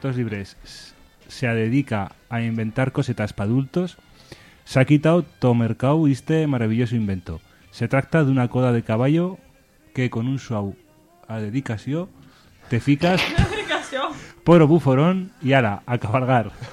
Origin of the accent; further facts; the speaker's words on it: Aragon, Spain; Yo soy de Bajo Martín.